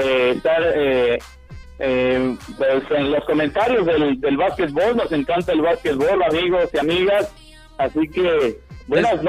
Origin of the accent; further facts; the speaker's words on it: Santo Domingo Teocomulco, Oaxaca, Mexico; Yo soy originario de Santo Domingo, Teocomulco